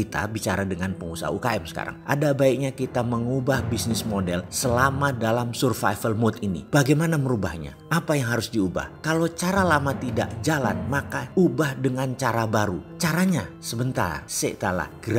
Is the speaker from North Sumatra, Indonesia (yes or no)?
no; East Java, Indonesia; Kalau sampai ngomong anco-anco, ya memang saya Jawa Timuran lah ngono dul, bukan nyinyir tok.